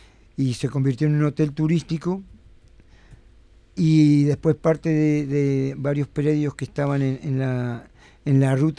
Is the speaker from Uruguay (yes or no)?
yes; Montevideo, Uruguay; now in Cerro Colorado, Uruguay; No, yo soy oriundo acá de Montevideo.